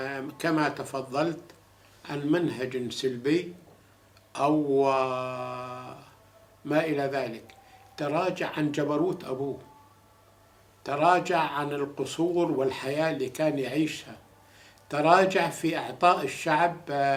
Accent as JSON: {"language": "Arabic", "country": "Syria", "said": "إحنا كنا نتمنى كسوريين أن يكون الوضع هادئ في الأردن"}